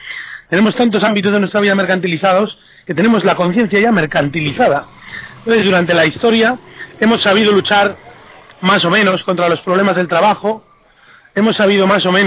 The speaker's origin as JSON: {"language": "Spanish", "country": "Spain", "said": "tenemos que empezar a aprender muchas cosas de aquellos países sobre los cuales, encima, como españoles creemos que tenemos algún derecho sobre él"}